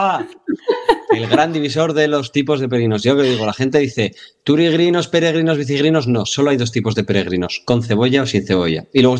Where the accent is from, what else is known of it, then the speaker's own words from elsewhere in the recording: Navarre, Spain; como yo, como buen navarro